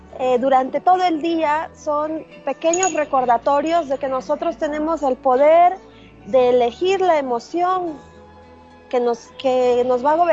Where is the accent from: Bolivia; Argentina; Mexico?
Mexico; yo soy mexicana, sí